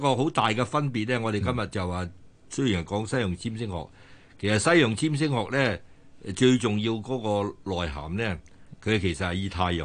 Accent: China; 咁我哋中國人就攞28，印度人就攞27。

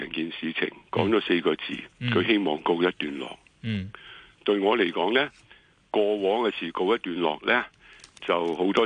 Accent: Hong Kong; 我哋香港人

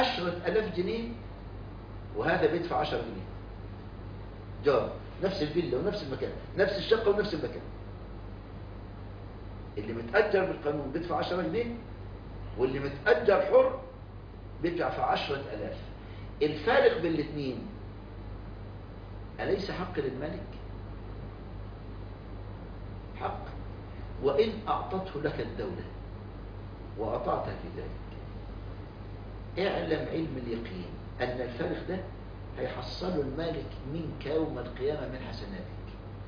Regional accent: Egypt; عمل قانون اسمه قوانين الإيجار عندنا في مصر

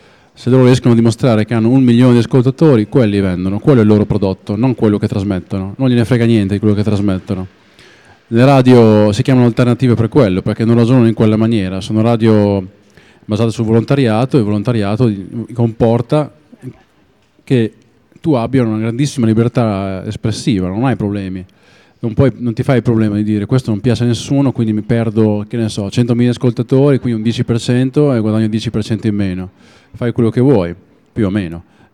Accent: Emilia-Romagna, Italy; ed erano in tutta l'Emilia Romagna. Tutta l'Emilia Romagna, compresa Reggio Emilia, e anche il mio paesino, aveva due radio locali

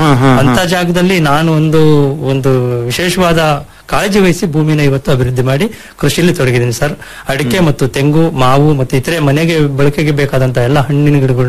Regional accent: Panchanahalli, Karnataka, India; ಕಡೂರು ತಾಲೂಕು ಪಂಚನಹಳ್ಳಿ ಹೋಬಳಿ. ನಾನು ಮೂಲತಃ ರೈತ ಕುಟುಂಬದಿಂದ ಬಂದನು

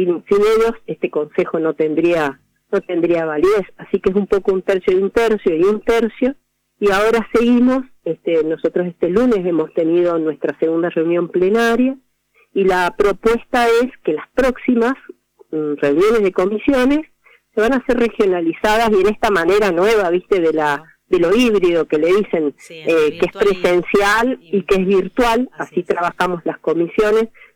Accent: Argentina; Es una es un derecho que tenemos como ciudadanos argentinos

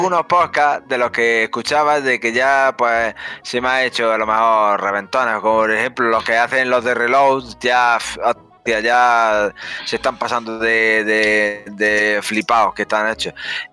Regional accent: Andalusia, Spain; yo soy andaluz

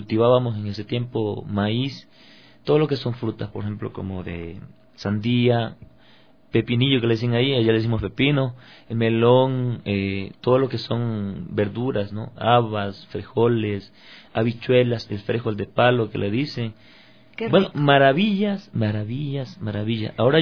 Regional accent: Tosagua, Manabí, Ecuador; born there; En ese tiempo, en ese sector donde vivía, que se llamaba La Morena, es por Flavio Alfaro, yo nací en Tosagua, Manabí.

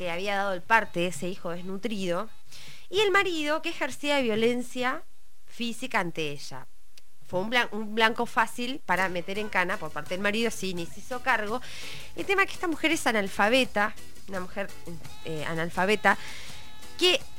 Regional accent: Chaco, Argentina; Yo soy de Chaco y quiero a mi provincia que también la respeten.

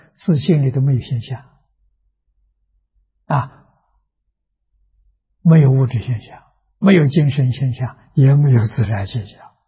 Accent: China; 我们中国人讲虚情假意啊，佛法里面讲三心二意

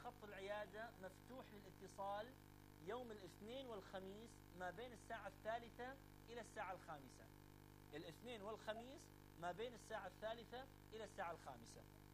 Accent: Mosul, Nineveh, Iraq; بس أنا من الموصل، يعني هذه الحقيقة

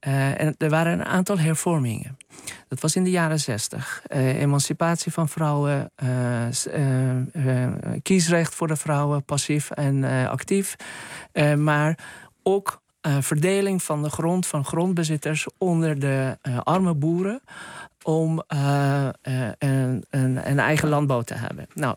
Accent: Karaj, Alborz, Iran; Hij was de officier van justitie van de stad, Karaj, waar ik ben geboren en getogen.

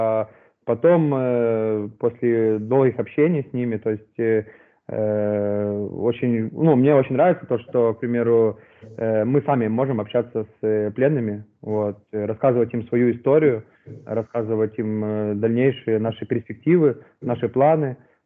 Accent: Ukraine; что я вот с Украины

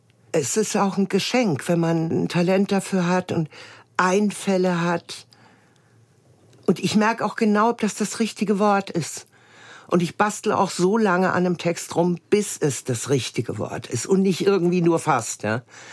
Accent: Hesse, Germany; Ich bin auf dem Land aufgewachsen, hessischen Hinterland.

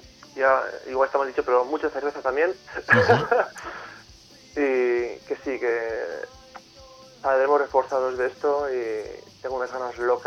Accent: Pamplona, Navarre, Spain; Nosotros somos de Pamplona, somos y teníamos en Madrid dos bolos seguidos

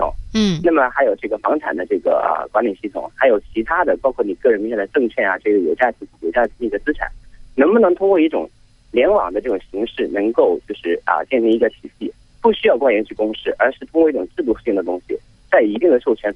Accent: Shenzhen, Guangdong, China; 我来自深圳。

